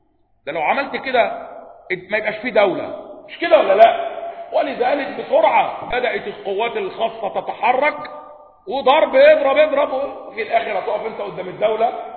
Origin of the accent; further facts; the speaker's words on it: Upper Egypt, Egypt; تجار بقى وصعايدة بقى، انا صعيدي على فكرة